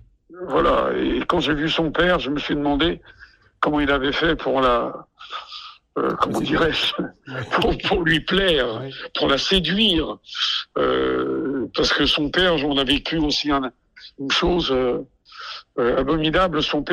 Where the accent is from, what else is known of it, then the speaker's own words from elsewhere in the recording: Corsica, France; Et moi, en tant que Corse, les personnes âgées, c'est quelque chose de très important pour nous